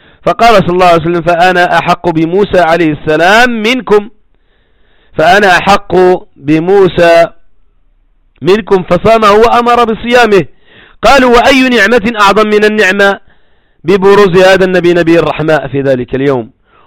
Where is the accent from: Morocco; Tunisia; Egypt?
Morocco; خصوصا في الثمانينات والسبعينات عندنا في المغرب